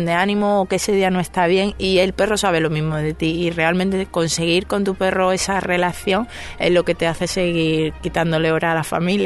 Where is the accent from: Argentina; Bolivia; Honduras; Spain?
Spain; Andalusia; yo soy malagueña